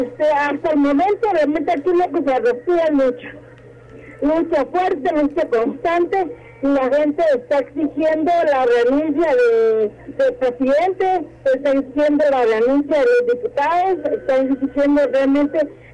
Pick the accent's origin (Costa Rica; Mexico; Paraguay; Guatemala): Guatemala; como guatemaltecos, vamos a aprovechar la oportunidad que nos da la coyuntura